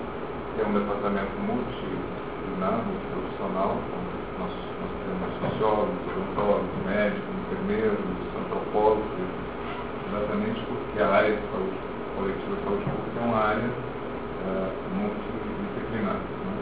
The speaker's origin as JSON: {"language": "Portuguese", "town": "Goiânia", "region": "Goiás", "country": "Brazil", "said": "sou goiano de origem, na cidade que nasceu, de Goiânia"}